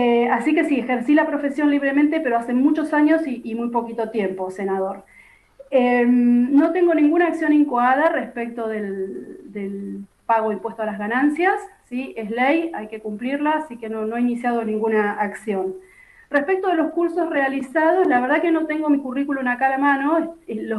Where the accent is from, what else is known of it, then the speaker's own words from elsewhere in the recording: Santa Rosa, La Pampa, Argentina; also born or lived in Lonquimay; Pampeana de nacimiento, no nací en Santa Rosa, nací en Lonquimay, a 60 kilómetros de la ciudad de Santa Rosa. Vivo en la ciudad capital desde los 7 años en que mi familia se trasladó, mis padres decidieron radicarse aquí.